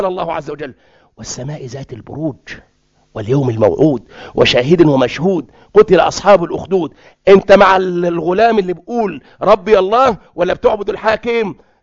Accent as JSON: {"language": "Arabic", "country": "Egypt", "said": "بيسموه عندنا في مصر حمار العنب"}